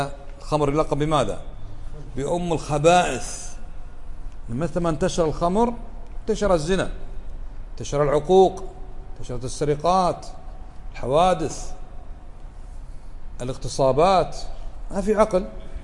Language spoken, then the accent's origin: Arabic; Kuwait; اليوم بعض الناس يدعو إلى إباحة الخمور في بلدنا الكويت